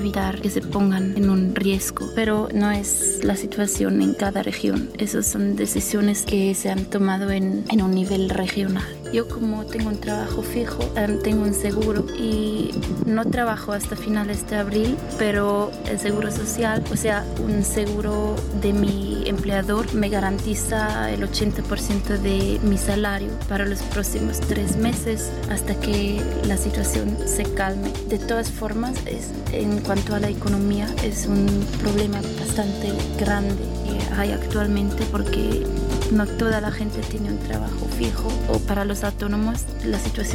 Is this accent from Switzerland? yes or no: yes; Switzerland; now in Zurich, Switzerland; soy suiza. Yo nací en los Alpes suizos, pero actualmente vivo en Zúrich.